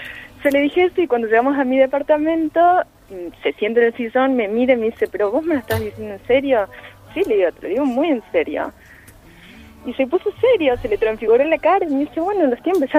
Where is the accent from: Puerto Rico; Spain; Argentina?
Argentina; Córdoba; moved away; soy cordobesa, me fui a pasar Navidad a Córdoba, salí una noche, me encuentro con un grupo de amigos, hace 5 años que no vivo en Córdoba